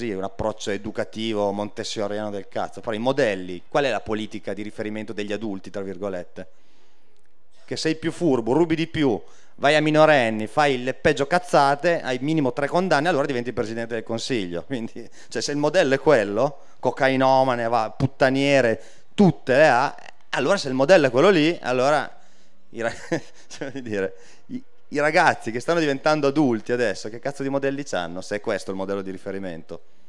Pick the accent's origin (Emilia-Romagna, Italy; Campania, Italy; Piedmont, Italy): Emilia-Romagna, Italy; anche io vengo dalla provincia di Reggio Emilia, quindi paesetti di 5.000 abitanti in cui ti trovi a crescere